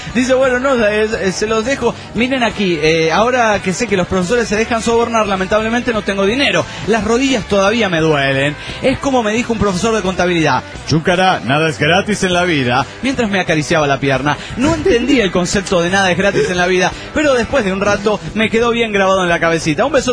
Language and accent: Spanish; Trelew, Chubut, Argentina; de Trelew, Chubut, Argentina.